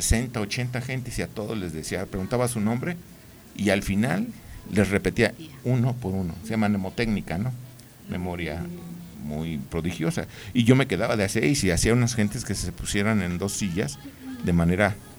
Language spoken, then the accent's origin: Spanish; Mexico; van formando un carácter a todos nosotros como mexicanos.